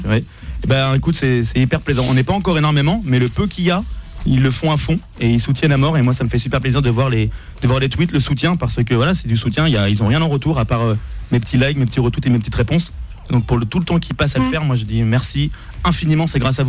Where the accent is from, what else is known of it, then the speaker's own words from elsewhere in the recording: Cholet, Pays de la Loire, France; À Cholet.